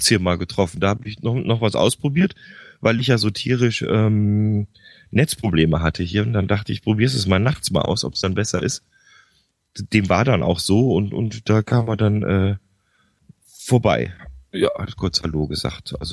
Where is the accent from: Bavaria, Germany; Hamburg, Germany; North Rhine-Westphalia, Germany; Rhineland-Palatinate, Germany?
North Rhine-Westphalia, Germany; Bergneustadt; born there; Also ganz genau bin ich geboren in Gummersbach, also in Bergneustadt, das ist kurz neben Gummersbach, also im Oberbergischen Kreis eigentlich.